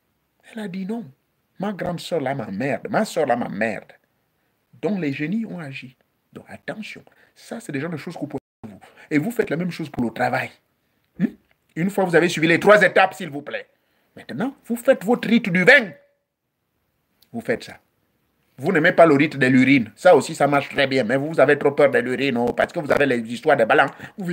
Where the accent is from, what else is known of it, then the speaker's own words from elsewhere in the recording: Gabon; chez moi au Gabon